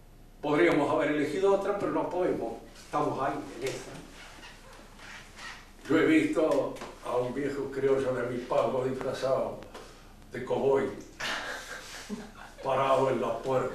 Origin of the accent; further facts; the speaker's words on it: Argentina; No hemos elegido ser argentinos, somos. Hemos nacido. Y por el nacimiento somos argentinos.